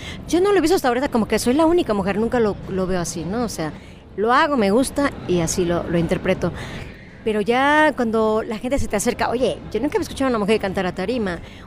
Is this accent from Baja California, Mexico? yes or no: no; Tixla, Guerrero, Mexico; No, es que somos de Tixla, entonces ¿por qué traen un arpa? No, pues es que en toda la República tenemos, es maravilloso nuestro país porque hay arpas en 20 estados, ¿no? No nomás aquí en Guerrero